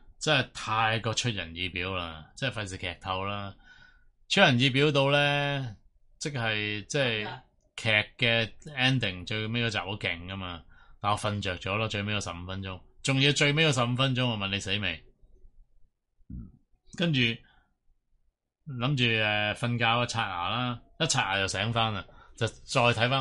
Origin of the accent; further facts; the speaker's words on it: Hong Kong; 咁我諗我哋香港人都应该进化咗少少